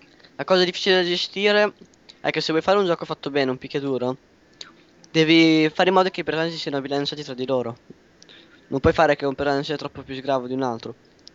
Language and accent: Italian; Emilia-Romagna, Italy; ho detto Puglia perché sono romagnolo, quindi distanza